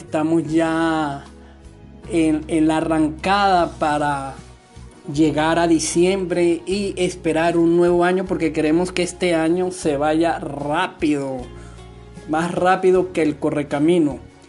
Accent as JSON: {"language": "Spanish", "country": "Venezuela", "said": "soy muy venezolano, pero la semana pasada en el programa se me salió algo así como de mexicano, colombiano, dominicano. Y bueno, creo que soy fácil para que se me peguen los dejes de algunas naciones"}